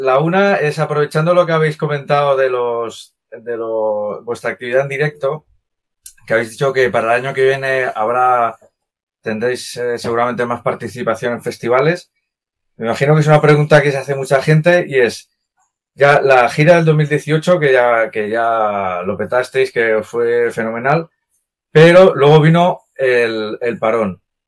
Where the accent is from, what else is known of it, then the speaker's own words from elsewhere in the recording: Tarragona, Catalonia, Spain; soy de Tarragona